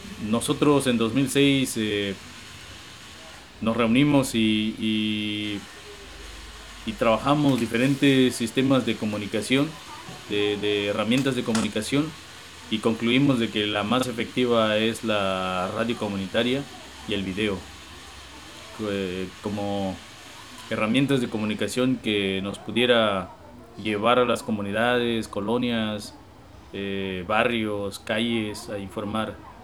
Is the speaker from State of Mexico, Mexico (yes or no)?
no; Juchitán, Oaxaca, Mexico; soy indígena zapoteca de Juchitán, Istmo de Tehuantepec, Oaxaca, en México.